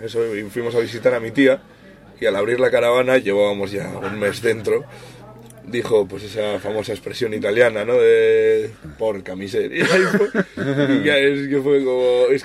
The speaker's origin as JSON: {"language": "Spanish", "country": "Spain", "said": "me voy a Brasil a grabar un disco de música americana y somos españoles"}